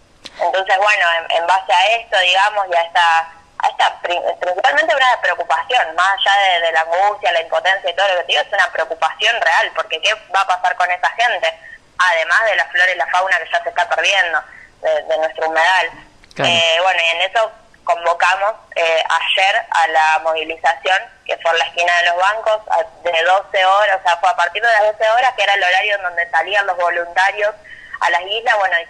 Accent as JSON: {"language": "Spanish", "town": "San Lorenzo", "region": "Santa Fe", "country": "Argentina", "said": "la mayoría somos de acá de San Lorenzo, en realidad somos de toda la región, pero principalmente de San Lorenzo."}